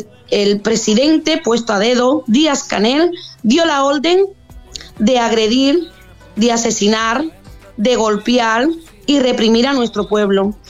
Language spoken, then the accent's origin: Spanish; Cuba; estaré siempre para nuestra isla cárcel, y que algún día sea una isla bella, y que los españoles dejen de ir a Cuba